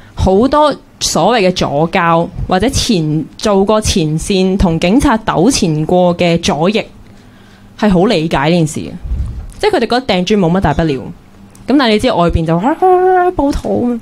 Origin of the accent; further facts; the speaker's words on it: Hong Kong; 即系我住屯门嘅，你住唔记得咗上水嘅，咁即系我，但系我哋可以想象到，我哋都系香港人。